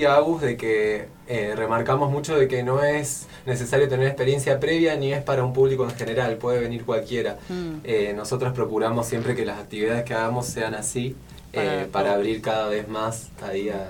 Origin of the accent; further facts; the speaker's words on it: Córdoba, Argentina; que yo, por ejemplo, que vengo de Córdoba hace muy poco